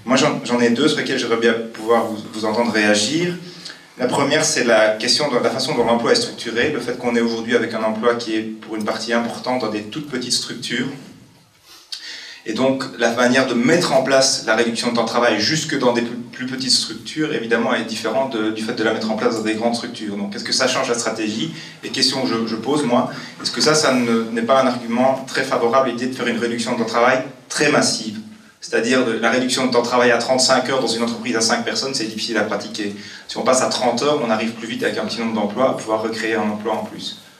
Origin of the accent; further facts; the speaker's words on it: Liège, Wallonia, Belgium; moi je viens de Liège